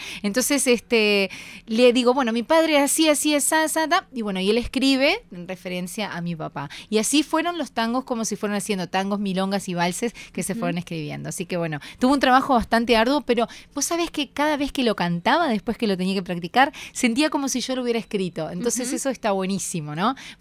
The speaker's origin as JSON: {"language": "Spanish", "town": "Santa Lucía", "region": "Canelones", "country": "Uruguay", "tie": "born there", "lives_now": "Montevideo, Uruguay", "said": "yo soy del interior, yo nací en Santa Lucía, si bien hace más de 20 años que vivo acá en Montevideo, más de 23 años, sí nací en Santa Lucía. Estábamos cerquita de Montevideo"}